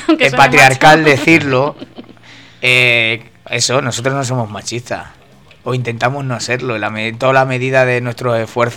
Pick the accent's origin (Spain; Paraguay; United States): Spain; Salamanca, Castile and León; Claro, ojo, que yo también es que vengo de Salamanca